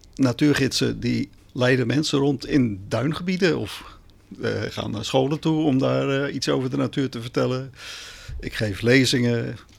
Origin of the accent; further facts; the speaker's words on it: Charlois, South Holland, Netherlands; Ja, ik ben geboren op Sjaarloos. Kun je dat horen? Sjaarloos was toen nog een dorpje in 1950... aan de uiterste rand van Rotterdam.